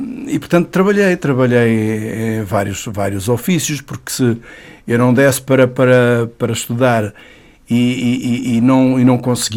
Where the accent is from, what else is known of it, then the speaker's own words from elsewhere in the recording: Mourão, Évora, Portugal; born there; Olha, eu nasci no Alentejo, nasci numa vila pequenina, muito bonita, com gente maravilhosa, que é Mourão